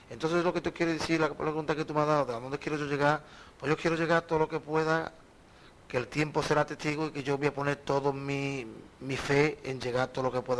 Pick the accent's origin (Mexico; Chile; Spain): Spain; Jerez, Andalusia; also born or lived in Madrid; recuerdo la primera vez que yo salí de Jerez, me llevaste tú a Madrid, que fue la primera vez que yo salí